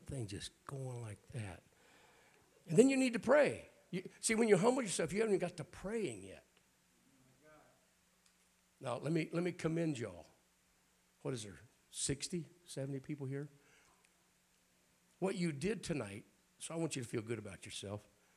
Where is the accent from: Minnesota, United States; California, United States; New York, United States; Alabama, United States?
Alabama, United States; I'm from Alabama.